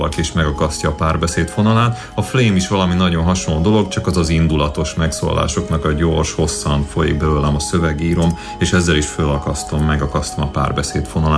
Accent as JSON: {"language": "Hungarian", "country": "Hungary", "said": "Mi sajnos nem tudunk angolul olvasni, mert ugye magyarok vagyunk"}